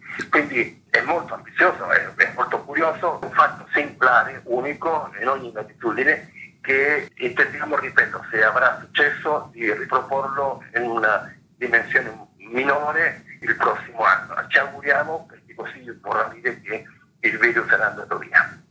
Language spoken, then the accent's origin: Italian; Chile; ciò che sta avvenendo oggi nel mio paese, visto che io sono un cileno, no?